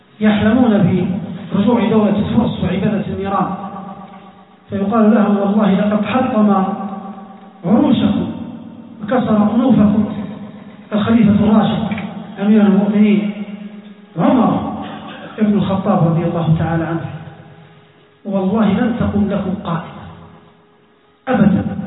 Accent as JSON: {"language": "Arabic", "country": "Libya", "said": "حتى في بلادنا ليبيا"}